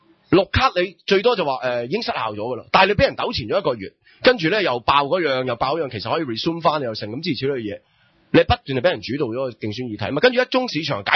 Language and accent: Cantonese; Hong Kong; 我哋香港人可能冇乜所谓，系咪？